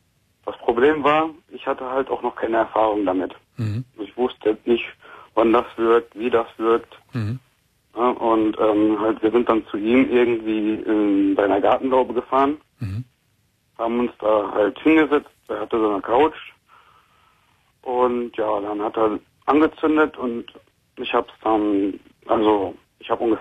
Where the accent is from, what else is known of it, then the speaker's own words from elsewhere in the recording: Dortmund, North Rhine-Westphalia, Germany; also ich muss sagen, ich komme aus Dortmund